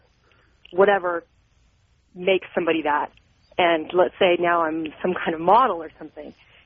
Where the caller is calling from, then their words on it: San Jose, California, United States; California, San Jose.